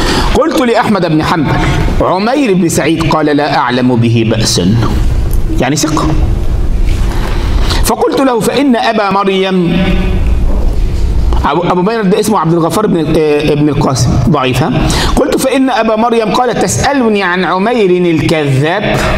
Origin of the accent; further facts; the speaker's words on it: Egypt; يعني واحد مرة عندنا في مصر